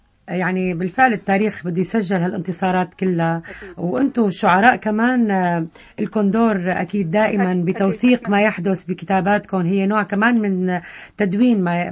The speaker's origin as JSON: {"language": "Arabic", "country": "Syria", "said": "أنا سوري ومن سوريا ومع سوريا لأنها انتمائي وهويتي"}